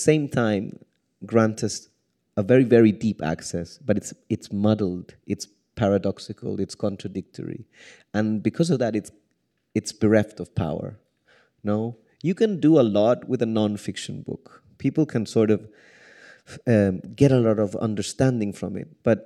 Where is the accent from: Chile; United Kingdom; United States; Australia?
Chile; I mean, I'm from Chile